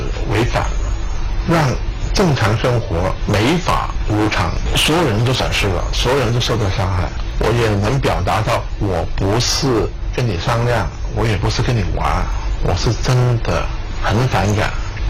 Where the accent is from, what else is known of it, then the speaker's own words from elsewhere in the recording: Hong Kong; 因为我在香港出生，我在香港长大，我一直以身为一个香港人为荣。